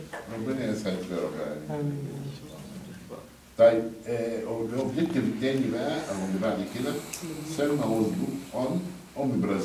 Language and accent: Arabic; Egypt; عندنا في مصر كلنا مشتركين في نوادي رياضيه